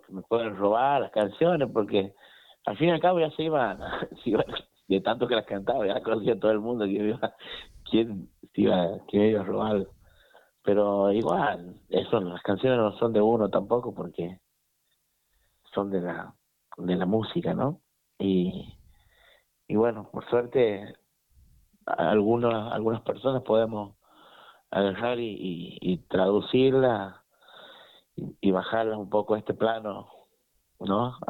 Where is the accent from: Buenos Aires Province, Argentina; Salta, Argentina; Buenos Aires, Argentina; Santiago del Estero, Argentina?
Santiago del Estero, Argentina; Frías; now in Santiago del Estero, Argentina; De Frías, sí. Pero bueno, casi toda la vida he vivido aquí en Santiago, digamos. Mucho tiempo en Frías, en Santiago.